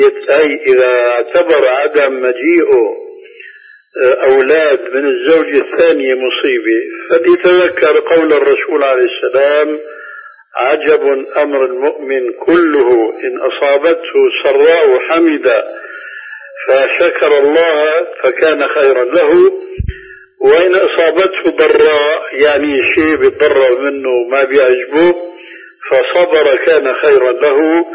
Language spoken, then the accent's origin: Arabic; Syria; عندنا في سوريا